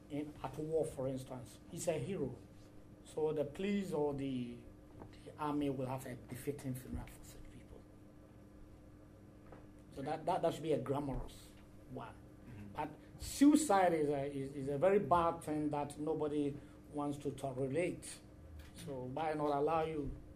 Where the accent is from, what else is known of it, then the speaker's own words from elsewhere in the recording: Ashanti, Ghana; I come from Ashanti region.